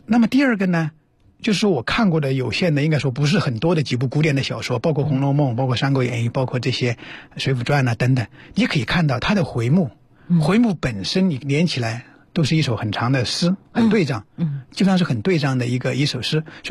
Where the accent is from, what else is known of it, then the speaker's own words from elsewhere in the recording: Chongqing, China; 因为在之前我们像我们老家也是重庆嘛